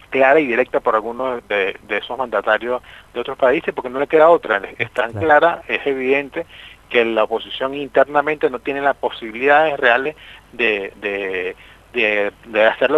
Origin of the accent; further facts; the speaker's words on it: Lara, Venezuela; yo soy del Estado Lara